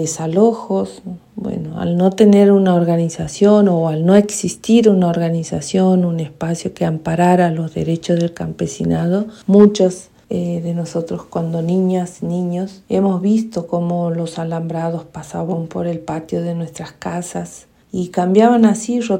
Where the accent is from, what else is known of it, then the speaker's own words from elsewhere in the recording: Santiago del Estero, Argentina; soy de Santiago del Estero, de una comunidad indígena de pueblo originario Vilela.